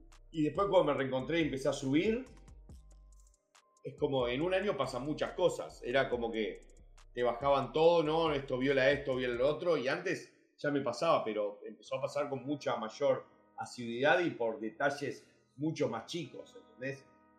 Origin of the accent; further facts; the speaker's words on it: Uruguay; also born or lived in United States; Soy americano, criado en Uruguay.